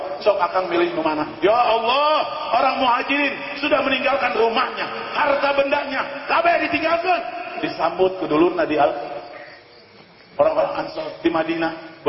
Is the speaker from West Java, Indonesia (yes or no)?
yes; Purwakarta, West Java, Indonesia; Saya bukan tidak tahu, saya dari Purwakarta.